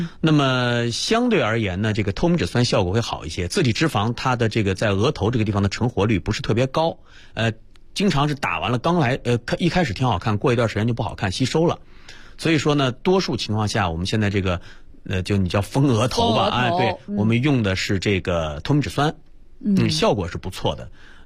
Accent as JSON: {"language": "Chinese", "region": "Northeast China", "country": "China", "said": "白灵你也是东北人，我也是东北人啊。"}